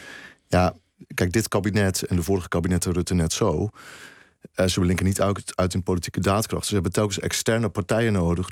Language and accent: Dutch; Groningen, Netherlands; also born or lived in Twente; In de provincie Groningen.